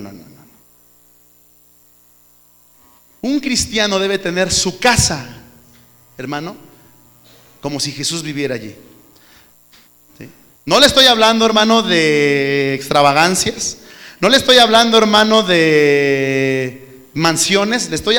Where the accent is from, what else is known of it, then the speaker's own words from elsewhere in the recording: Mexico; Nuestra cultura como mexicanos es muy pobre.